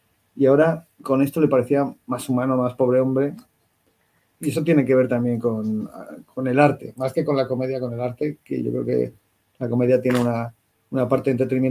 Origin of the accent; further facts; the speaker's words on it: Spain; soy un cómico de España